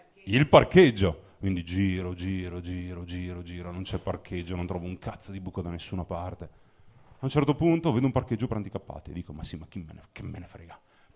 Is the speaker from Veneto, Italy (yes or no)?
yes; Mozzecane, Veneto, Italy; perché non sono di Milano, sono di Verona, sono di un paese della provincia di Verona che si chiama Mozzecane.